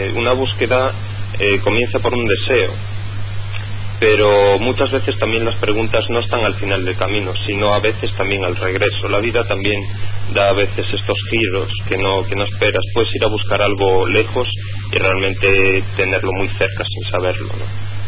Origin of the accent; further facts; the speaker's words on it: A Coruña, Galicia, Spain; yo aquí que soy de Coruña te puedo decir que sí